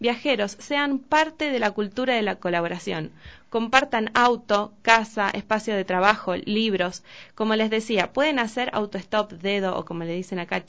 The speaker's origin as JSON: {"language": "Spanish", "town": "Pergamino", "region": "Buenos Aires Province", "country": "Argentina", "said": "yo soy de Pergamino, y viajaba a Rosario, Pergamino Rosario"}